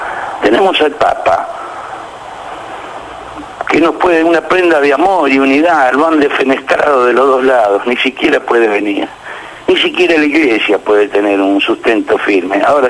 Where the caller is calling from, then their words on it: Buenos Aires, Argentina; de la Boca.